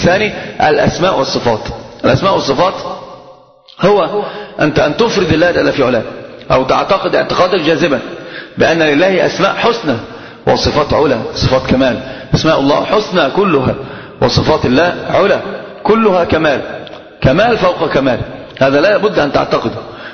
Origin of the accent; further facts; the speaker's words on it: Egypt; وعندنا في مصر الكلام عجيب